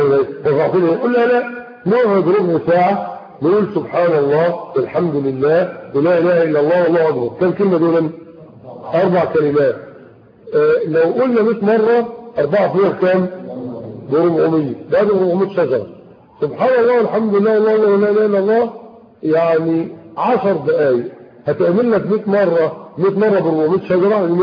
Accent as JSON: {"language": "Arabic", "country": "Egypt", "said": "يعني احنا عندنا في مصر هنا بيطلعوا تماثيل ذهبيه"}